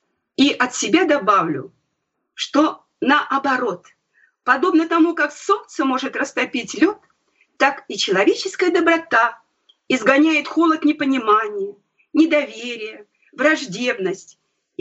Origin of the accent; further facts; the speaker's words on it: Krasnoyarsk, Krasnoyarsk Krai, Russia; born there; Вот я вспомнила свое детство. Я родилась в Красноярске.